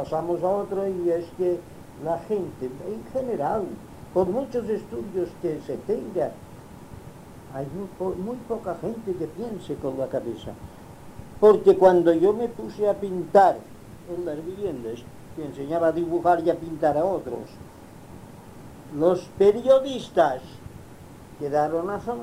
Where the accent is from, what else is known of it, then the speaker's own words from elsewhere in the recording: Inca, Balearic Islands, Spain; born there; No, yo nací en Inca. ¿Cómo? En Inca, sí.